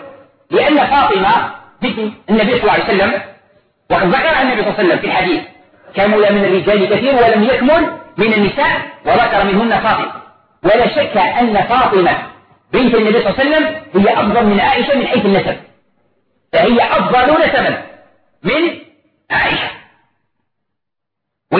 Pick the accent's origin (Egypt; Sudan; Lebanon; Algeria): Algeria; طبق معروف عندنا في الجزائر وفي غير الجزائر